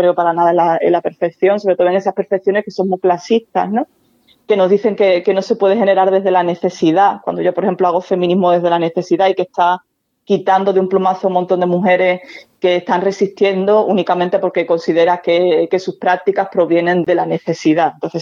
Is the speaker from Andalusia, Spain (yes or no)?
yes; Andalusia, Spain; Y yo soy andaluza